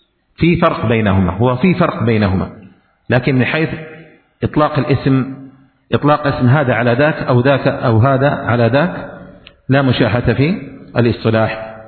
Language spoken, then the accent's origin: Arabic; Yemen; لكن عندنا في اليمن يقولون في الإعراب